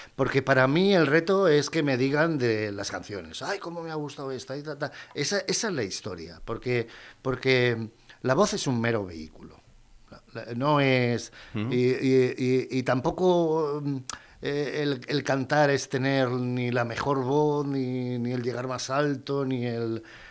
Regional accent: Madrid, Community of Madrid, Spain; born there; Una calle de Madrid, el barrio de Prosperidad, donde yo nací.

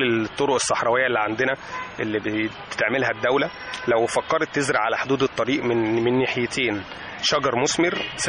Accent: Egypt; مفيش بيت عندنا في مصر مفيهوش حد مريض سكر

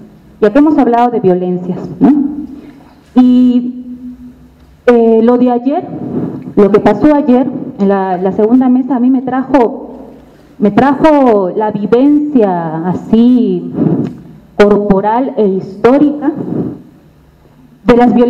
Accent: Lima, Peru; vengo de Lima, Perú.

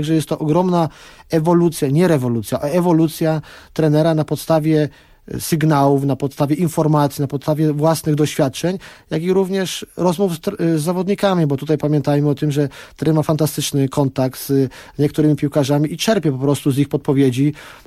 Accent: Kraków, Lesser Poland, Poland; Znam go z Krakowa, ja jestem z Krakowa, trener Nawałka jest z Krakowa.

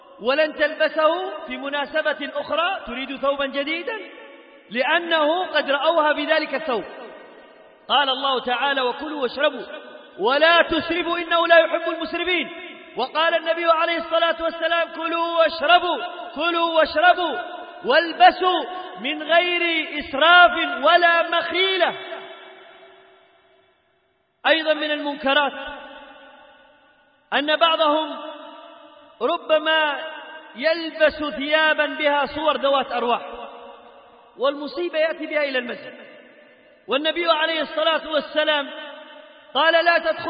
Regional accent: Yemen; اللهم جنب بلادنا اليمن وسائر بلاد

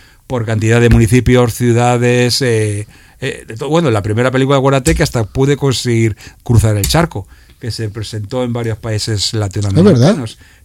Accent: Seville, Andalusia, Spain; yo no estoy aquí en Madrid, yo soy de Sevilla, estoy en Sevilla.

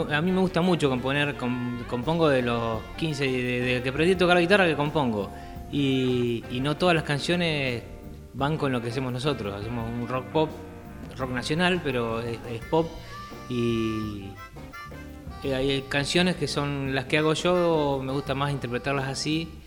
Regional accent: Trelew, Chubut, Argentina; born there; Yo soy nacido en Trelew, ellos vivían allá

